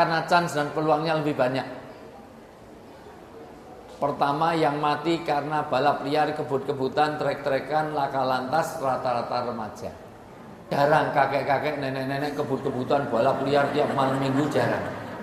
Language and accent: Indonesian; Java, Indonesia